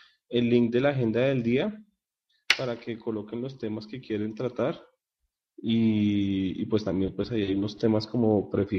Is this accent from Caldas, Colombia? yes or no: yes; Manizales, Caldas, Colombia; Soy de Manizales, diseñador visual, graduado hace 2 días.